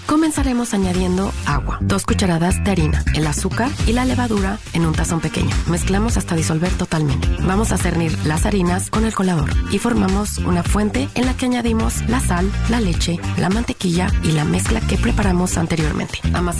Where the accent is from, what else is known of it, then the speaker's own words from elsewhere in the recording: Mexico; haber vivido en 6 diferentes países y no en mi país de origen, me hizo hacer todo desde cero. Y mi estilo es eso, hacer todo desde cero en casa. Desde mantequillas, quesos, pan, mermeladas, porque yo no tenía el alcance de los productos mexicanos.